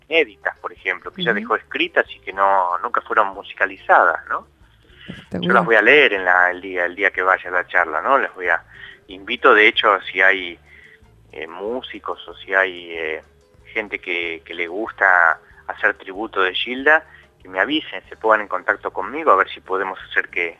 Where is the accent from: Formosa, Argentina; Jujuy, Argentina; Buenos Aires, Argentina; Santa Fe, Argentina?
Buenos Aires, Argentina; Ahora están ahí en La Plata, yo soy de Capital, pero voy a estar en La Plata el jueves 25.